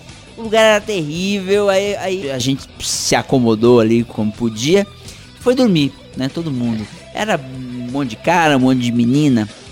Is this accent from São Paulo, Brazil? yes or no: yes; São Paulo, Brazil; Pra mim, que sou paulistano, não existe programa